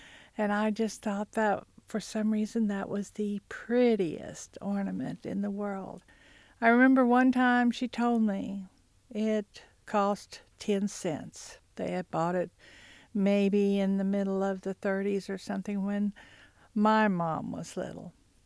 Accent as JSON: {"language": "English", "town": "Hulbert", "region": "Oklahoma", "country": "United States", "tie": "born or raised there", "said": "I grew up in Hulbert, which is in the western part of Cherokee County. That's where all of my mother's side of the family lived."}